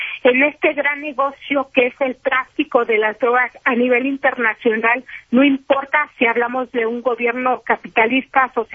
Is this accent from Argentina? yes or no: no; Mexico; como periodista mexicana